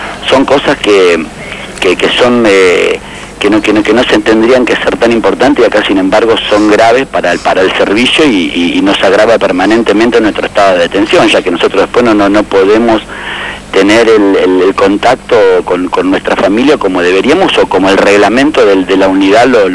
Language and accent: Spanish; Capilla del Señor, Buenos Aires Province, Argentina; De Capilla del Señor.